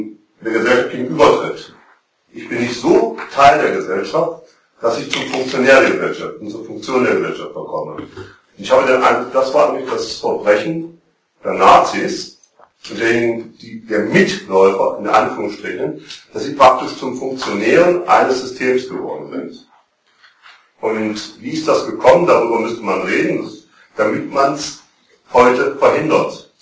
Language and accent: German; East Germany, Germany; ich bin im Osten aufgewachsen